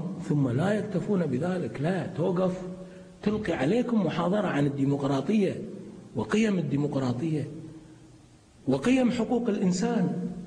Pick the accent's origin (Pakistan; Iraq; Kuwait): Kuwait; احنا عندنا بالكويت لا تجرؤ حكومتنا